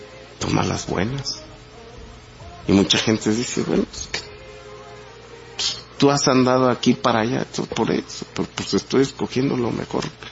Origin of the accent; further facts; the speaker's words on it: Mexico; Como mexicano, quiero a mi patria. Y como judío, sé lo que es poder tener una patria.